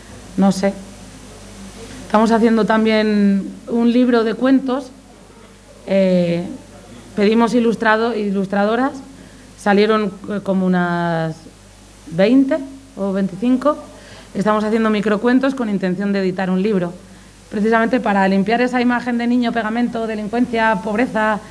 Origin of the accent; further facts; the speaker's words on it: Palencia, Castile and León, Spain; Yo cuando me voy, yo soy de Palencia, cuando me voy a Palencia